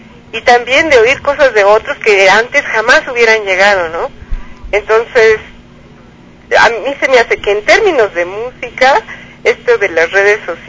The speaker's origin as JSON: {"language": "Spanish", "country": "Mexico", "said": "Sí es un país al que aprecio, no nomás porque soy mexicana."}